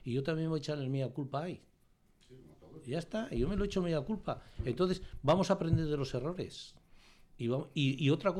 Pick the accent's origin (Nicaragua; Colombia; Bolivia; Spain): Spain; Fustiñana, Navarre; hablo de mi pueblo Fustiñana